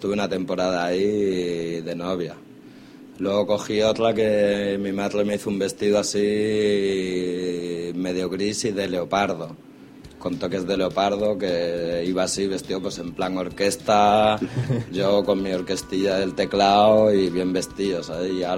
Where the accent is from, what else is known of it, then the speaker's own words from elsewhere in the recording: Barcelona, Catalonia, Spain; Y yo dije, señora, que soy de Trinidad Vieja. ¿Sabes? Yo no sé si me vieron de muy morenito de piel o algo, ¿sabes? O no lo sé, pero me quedé flipando, ¿sabes? Me diciendo, me están echando de mi propia tierra